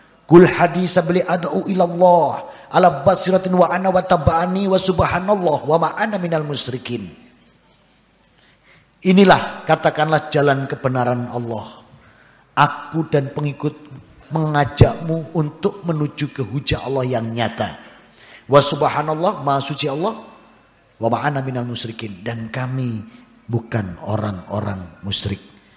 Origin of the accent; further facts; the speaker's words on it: Surabaya, East Java, Indonesia; Lahir di Surabaya, dikecil, dibesarkan, dididik di keluarga Katolik.